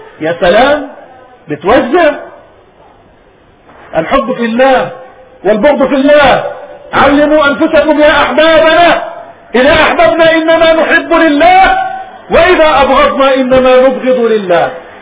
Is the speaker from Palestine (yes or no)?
yes; Palestine; هذا الكلام بقي في بلادنا ربما إلى الهجرة، ثاني هجرتنا وطردنا من بلادنا فلسطين